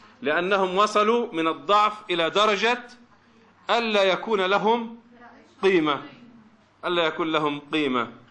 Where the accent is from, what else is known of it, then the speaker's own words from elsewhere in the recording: Palestine; عندنا في فلسطين له ثلاث شعب، وفي لبنان وفي مصر له شعبتان